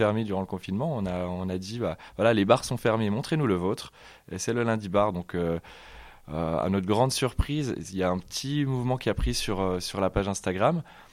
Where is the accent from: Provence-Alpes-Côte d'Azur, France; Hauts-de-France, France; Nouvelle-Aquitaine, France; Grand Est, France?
Grand Est, France; donc j'ai 23 ans et je suis originaire des Vosges et je viens d'ouvrir un commerce sur Remiremont